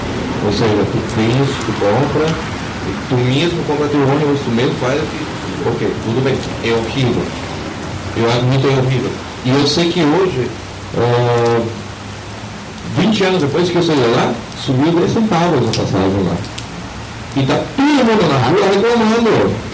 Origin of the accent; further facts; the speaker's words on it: Panama; Portuguese is a second language; moved away as an adult; now in Brazil; Panamá, minha terra natal. Até eu sair de lá, a passagem de ônibus era 15 centavos de dólar.